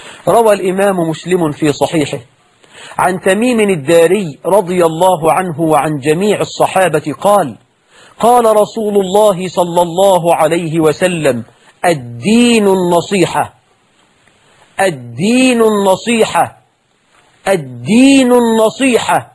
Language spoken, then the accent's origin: Arabic; Egypt